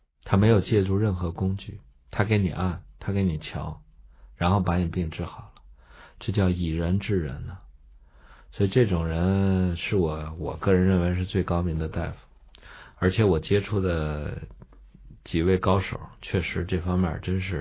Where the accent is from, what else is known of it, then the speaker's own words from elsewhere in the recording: Shanxi, China; 我爸是河南人。我从小长在山西，现在以山西人自居嘛，